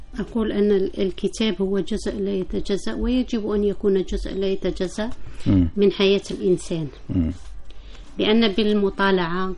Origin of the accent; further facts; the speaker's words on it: Sétif, Sétif Province, Algeria; أنا من مدينة سطيف شرق الجزائر